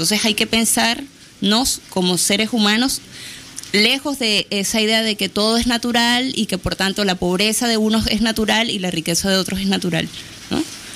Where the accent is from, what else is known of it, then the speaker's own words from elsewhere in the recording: Caracas, Capital District, Venezuela; De Venezuela, de Caracas.